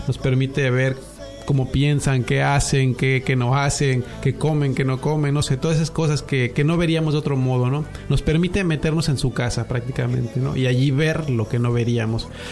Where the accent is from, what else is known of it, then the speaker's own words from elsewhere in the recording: Mexico; moved away; also born or lived in Canada; venimos de Canadá, más bien. Allá estuvimos los últimos años, allá en Canadá. Fuimos a México a tratar de volver a hacer vida allí